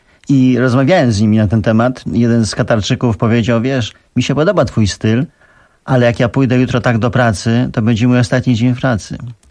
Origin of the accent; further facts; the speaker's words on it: Abu Dhabi, United Arab Emirates; now in Poland; Ja tam się wychowałem, w Abu Dhabi, także ja tam się czuję tak samo jak tutaj.